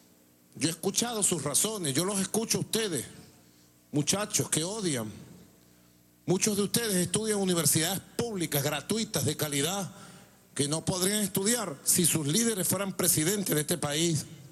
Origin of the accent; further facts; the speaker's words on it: Venezuela; todos somos venezolanos